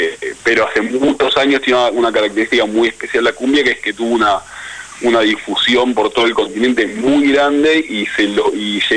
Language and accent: Spanish; Argentina; porque somos todos argentinos, porque nos criamos acá